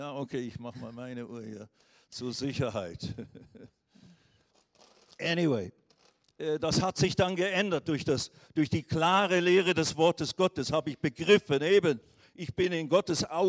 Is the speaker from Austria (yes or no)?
no; Switzerland; als ich dann zurückkam in die Schweiz, wo ich her bin, von Indien